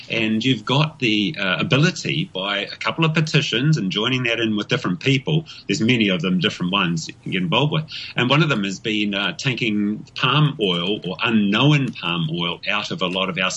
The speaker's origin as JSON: {"language": "English", "country": "New Zealand", "said": "But then again, I have a real challenge as being a New Zealander with our good old Australian imports, the possum"}